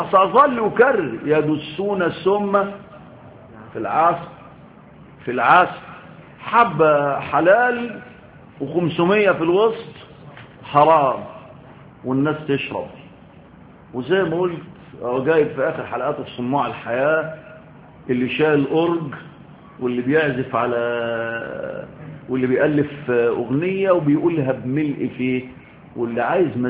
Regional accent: Egypt; انا مصري كده ماشي بالعند

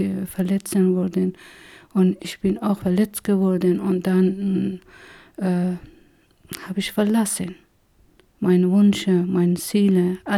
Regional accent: Herat, Afghanistan; moved away as an adult; now in Germany; ich komme aus der Stadt Herat und habe ich zwei Schwestern und drei Brüder. Und bin ich auch in Herat zur Schule gegangen bis zum Abitur.

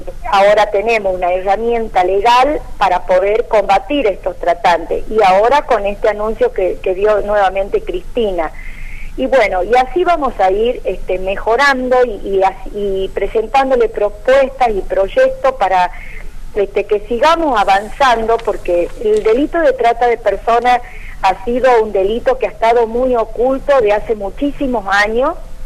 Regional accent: Argentina; como madre y como ciudadana argentina

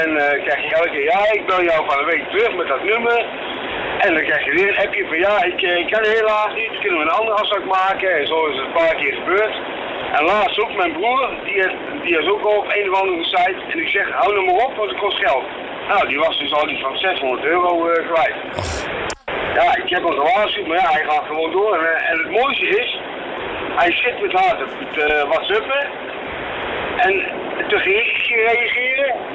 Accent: Hees, Gelderland, Netherlands; want ik kom zelf uit Hees.

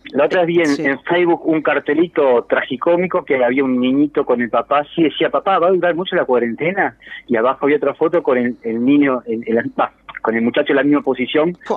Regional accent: Montevideo, Uruguay; De Montevideo, sí.

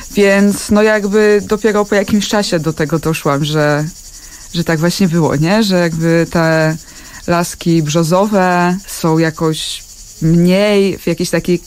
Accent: Dąbrowa Górnicza, Silesian Voivodeship, Poland; Ponieważ pochodzę z Dąbrowy Górniczej, z takiego osiedla robotniczego spod Huty Katowice.

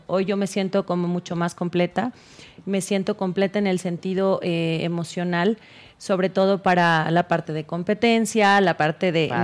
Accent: San Luis Potosí, Mexico; yo soy de San Luis Potosí, yo vivía con mis abuelitos y mi mami allá en San Luis Potosí

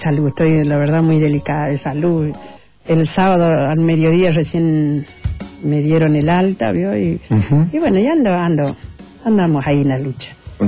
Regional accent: Santiago del Estero, Argentina; born there; En Santiago del Estero.

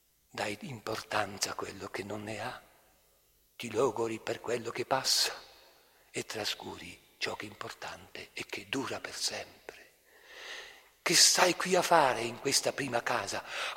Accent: Trentino-Alto Adige, Italy; o su da noi nel Trentino

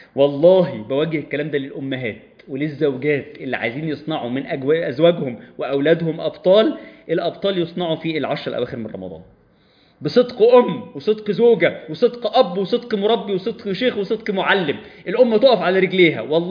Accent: Egypt; بلادنا مصر منتظرة مننا

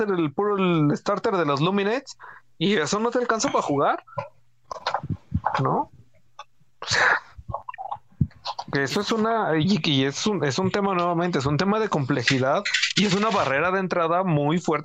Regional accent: Mexico; Como buenos mexicanos, vamos a estar mentando madres 2 semanas.

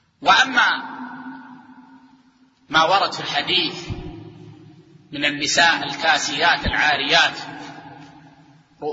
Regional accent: Saudi Arabia; يعني عندنا في السعودية العادة أن طلاب العلم لا يلبسون العقال

